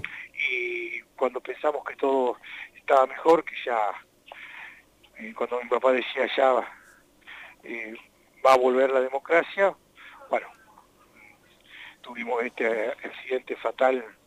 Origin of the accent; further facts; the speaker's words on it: La Pampa, Argentina; born there; also born or lived in Buenos Aires Province; Nací en La Pampa, después fui a vivir en la provincia de Buenos Aires